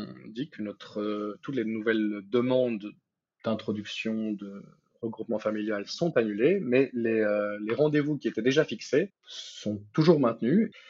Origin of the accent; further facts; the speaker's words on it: Belgium; born there; also born or lived in Spain; je suis citoyen belge, je suis né en Belgique, j'ai la nationalité belge, sauf que ayant résidé en Espagne pendant presque 6 ans